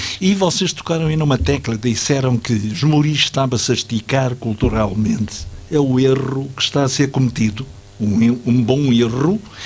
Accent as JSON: {"language": "Portuguese", "town": "Alcobaça", "region": "Leiria", "country": "Portugal", "tie": "born there", "said": "Eu fui lá batizado, nasci acidentalmente em Alcobaça, porque o meu pai era tanoeiro e comprou-me, como eu costumo dizer, na Vindima."}